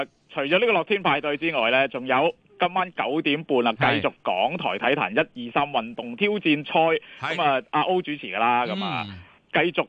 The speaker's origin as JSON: {"language": "Cantonese", "country": "China"}